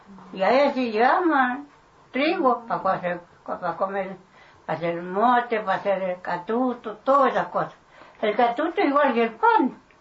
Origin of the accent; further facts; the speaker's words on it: Puyén, Argentina; born there; En el Puyén.